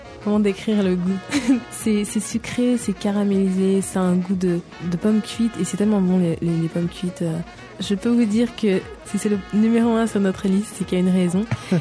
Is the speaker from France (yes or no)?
yes; France; On peut pas, en tant que Français, je vous le dis, on peut pas rester sur une note salée.